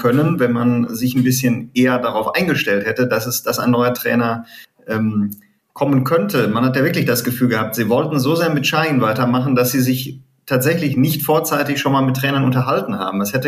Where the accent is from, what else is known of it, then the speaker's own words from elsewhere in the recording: Leichlingen, North Rhine-Westphalia, Germany; Köln nicht ganz richtig, ne? Leichlingen ist meine Heimat.